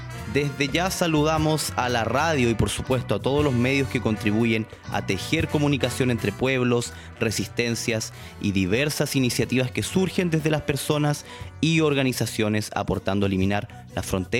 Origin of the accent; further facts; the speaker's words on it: Araucanía, Chile; soy de Chile, provengo de la región de la Araucanía, en el sur del territorio que hoy se conoce como Chile, más históricamente es el Hualmapu, territorio ancestral del pueblo mapuche